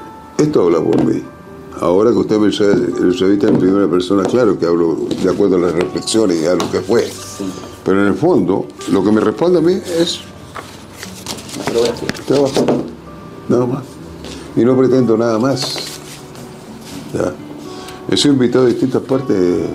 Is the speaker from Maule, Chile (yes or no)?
no; Antofagasta, Chile; Yo soy de Antofagasta.